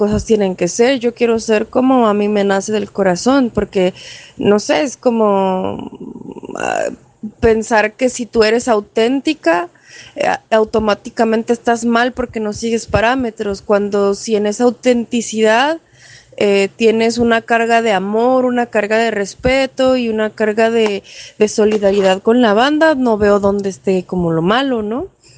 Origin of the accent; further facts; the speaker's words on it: Puebla, Mexico; now in New York, United States; un año y medio ya viviendo permanentemente en Nueva York. Yo soy originalmente de México, de la ciudad de Puebla.